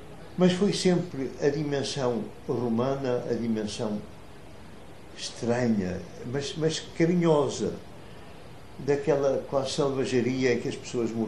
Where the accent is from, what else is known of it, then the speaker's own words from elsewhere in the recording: Vila Nova de Gaia, Norte, Portugal; Eu nasci em Vila Nova de Gaia, em 1930.